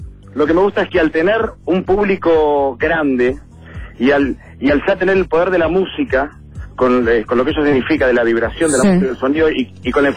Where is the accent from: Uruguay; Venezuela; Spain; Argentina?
Argentina; Mar del Plata, Buenos Aires Province; Sí, soy marplatense.